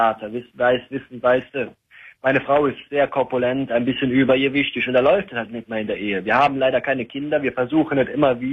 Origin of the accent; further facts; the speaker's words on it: Eifel, Germany; Ja, ja, wir sind katholisch, wir kommen aus der Eifel.